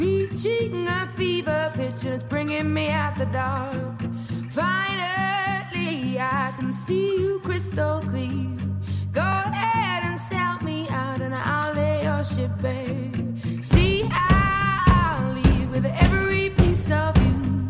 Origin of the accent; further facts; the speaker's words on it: South Korea; 근데 이제 한국인으로서 한국 사회를 되돌아보게 하는 그런 영화잖아요